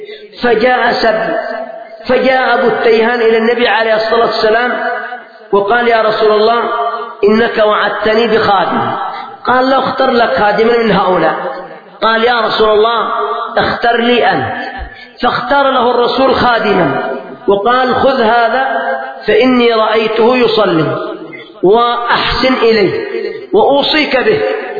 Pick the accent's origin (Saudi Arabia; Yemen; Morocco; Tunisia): Yemen; يعني مثلا عندنا في اليمن أناس